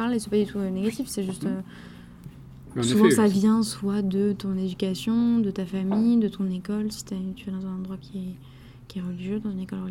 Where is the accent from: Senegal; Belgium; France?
France; Parce qu'on râle beaucoup, on est français, c'est normal.